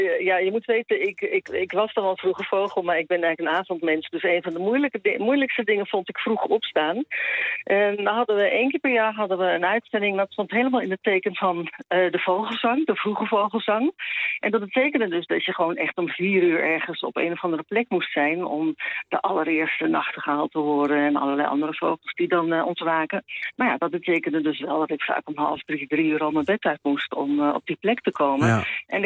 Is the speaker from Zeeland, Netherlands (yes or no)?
yes; Zeeland, Netherlands; Nou ja, weet je, dan moet je weten, ik ben een geboren en getogen Zeeuwse.